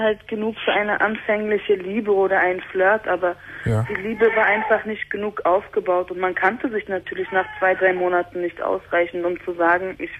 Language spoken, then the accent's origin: German; Berlin, Germany; ich bin ursprünglich Türkin, aber in Berlin geboren, in Berlin aufgewachsen.